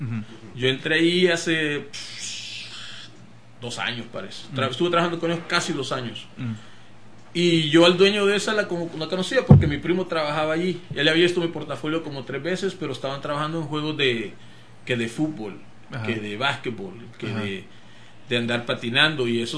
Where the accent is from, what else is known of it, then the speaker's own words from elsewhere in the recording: El Salvador; Pues yo crecí con eso en El Salvador.